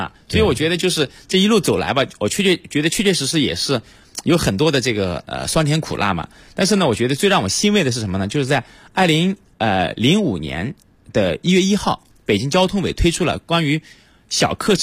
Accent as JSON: {"language": "Chinese", "town": "Shaoyang", "region": "Hunan", "country": "China", "tie": "born or raised there", "said": "因为我老家是湖南邵阳人，在我们老家呢，就是那个地方啊，就是一个小镇，不通车，就没有公交车。"}